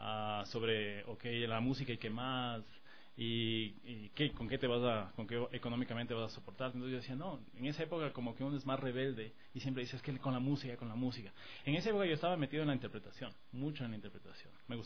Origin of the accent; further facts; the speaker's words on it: Quito, Pichincha, Ecuador; Sí, yo nací aquí en Quito, crecí casi toda, mejor dicho, toda mi vida estuve justamente por estos barrios, por la Mariscal, la Floresta, crecí con ese background cultural